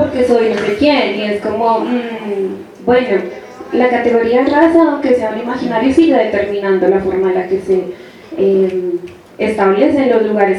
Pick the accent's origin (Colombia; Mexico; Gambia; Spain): Colombia; Bogotá, Bogotá D.C.; Yo por eso siempre me enuncio como una mujer afro-bogotana, porque el crecer aquí ha sido siempre una experiencia de desterritorialización permanente, de tú no perteneces